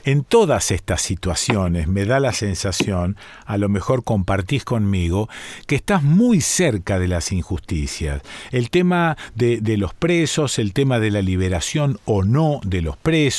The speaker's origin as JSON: {"language": "Spanish", "country": "Argentina", "said": "A la luz de cómo somos los argentinos"}